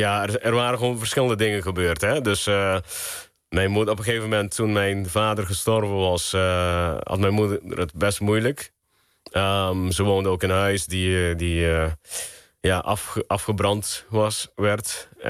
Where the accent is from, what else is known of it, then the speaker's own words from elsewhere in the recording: Aruba; also born or lived in Curaçao; ik ben geboren op Aruba. Ik heb 6 jaar op Curaçao gewoond. En uiteindelijk ben ik... ik denk een stuk of 15 jaar op Aruba.